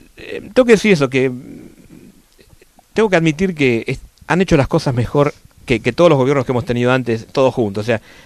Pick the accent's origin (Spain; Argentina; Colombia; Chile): Argentina; yo ahora salgo como argentino al mundo y me puedo golpear el pecho un poquito